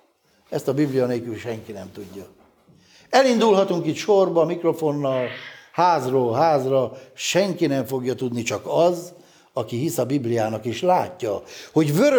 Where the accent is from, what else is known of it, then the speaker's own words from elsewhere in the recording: Hungary; mivel mi magyarok vagyunk, testvéreim